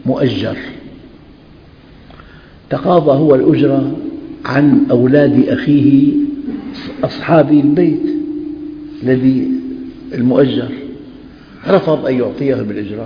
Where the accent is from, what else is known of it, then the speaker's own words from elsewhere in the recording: Syria; عندنا في الشام